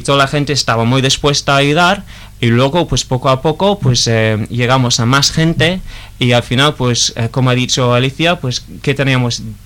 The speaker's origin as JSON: {"language": "Spanish", "region": "England", "country": "United Kingdom", "second_language": "Spanish", "said": "Yo siendo inglés, pues en euskera, que también es un poco diferente"}